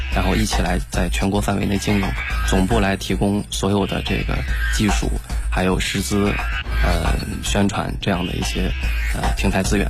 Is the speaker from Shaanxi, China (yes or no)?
yes; Shangluo, Shaanxi, China; 我从我的老家这个大秦岭的山城上洛，然后到西安就是省城去上课